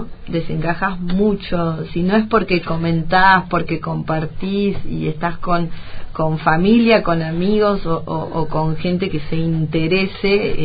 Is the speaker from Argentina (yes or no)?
yes; Argentina; Sé que en mi país también hay muchos pueblos que se les complica, o sea, la idea mía es poder ayudar con ese libro a pueblos de Argentina